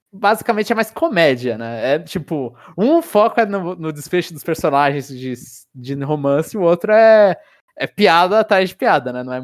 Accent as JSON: {"language": "Portuguese", "country": "Brazil", "said": "a gente fala Naruto porque a gente é brasileiro e um abraço, né?"}